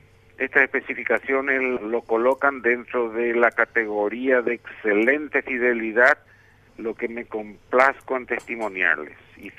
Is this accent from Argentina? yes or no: no; Villa Morra, Asunción, Paraguay; Las antenas, yo de chico, yo vivía en Villamorra de chico, nunca, ya no vi esas antenas gigantes